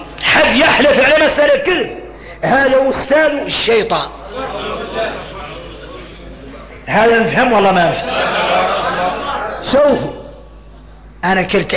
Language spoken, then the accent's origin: Arabic; Mauritania; هذه الكلمات اللي عندنا احنا موريتاني